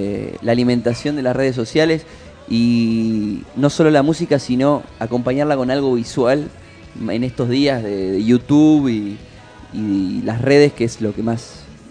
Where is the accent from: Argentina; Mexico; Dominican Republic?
Argentina; Tandil, Buenos Aires Province; now in Buenos Aires, Argentina; somos oriundos de Tandil. Hoy en día estamos, José y yo, estamos viviendo acá en Buenos Aires.